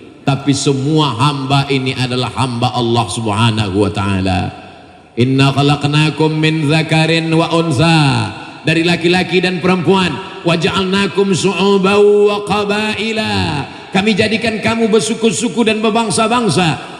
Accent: Indonesia; I'm from Indonesia.

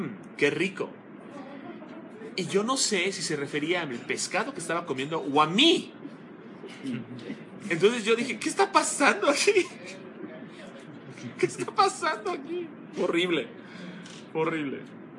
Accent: Yucatán, Mexico; Desafortunadamente, yo soy yucateco y por eso soy muy cabezón.

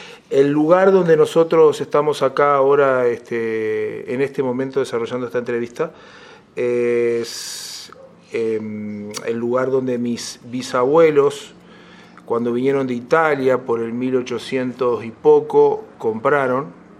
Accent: San Ramón, Canelones, Uruguay; also born or lived in Montevideo; en San Ramón, nací, si bien nací en Montevideo, en el Círculo Católico, viví toda la vida acá en San Ramón

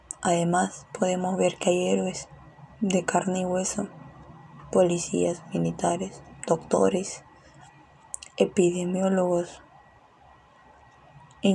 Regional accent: Peru; aprendamos que tenemos que cambiar como peruanos, como sociedad y como seres humanos.

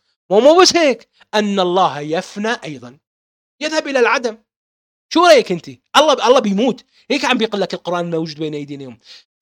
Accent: Baghdad, Baghdad Governorate, Iraq; born there; لمعلوماتك أنا من مواليد 1974، ولدت في بغداد الحبيبي

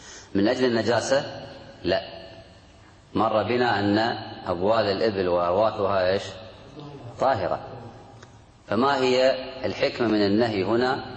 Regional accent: Kuwait; إحنا نقول الآن ما بين الشمال والجنوب عندنا في الكويت قبلة

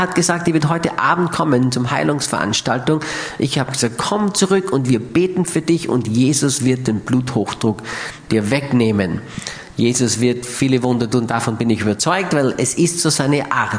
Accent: Austria; ich fühle mich so richtig, wie man bei uns in Österreich schon so schön sagt, ich fühle mich so richtig sauwohl bei euch.

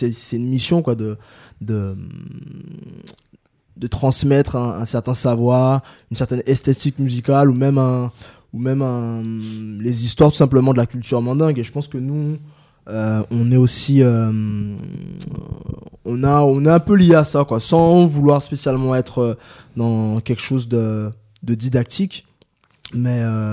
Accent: France; born there; also born or lived in Guadeloupe; Moi j'ai vécu en France, en fait je suis né en France et j'ai aussi vécu en Guadeloupe, et même avant d'avoir habité en Guadeloupe pendant une bonne dizaine d'années

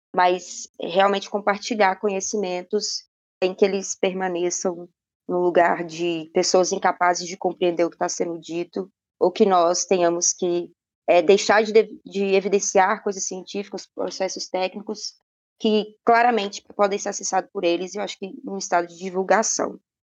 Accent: Belo Horizonte, Minas Gerais, Brazil; also born or lived in Montes Claros; eu vim de Belo Horizonte, mas sou nascida em Montes Claros.

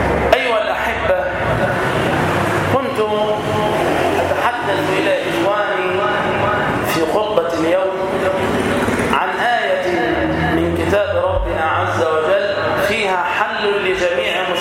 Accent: Damietta, Damietta Governorate, Egypt; في بلدتنا الطيبة في دمياط.

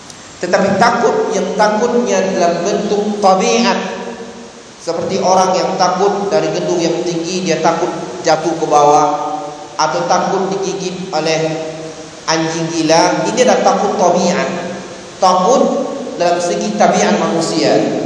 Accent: Bukittinggi, West Sumatra, Indonesia; kampung saya contohnya di Sumatera Barat, di Bukit Tinggi

